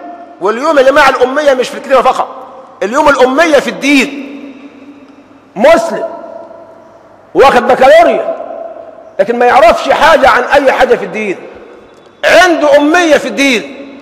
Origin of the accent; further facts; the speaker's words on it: Egypt; ما يربطني به إلا أنه مصري وأنا مصري.